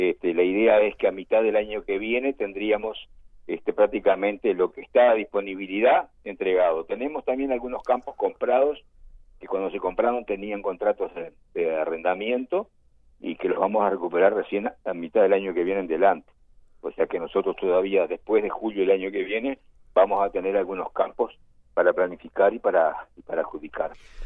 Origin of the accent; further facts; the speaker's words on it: Uruguay; somos todos uruguayos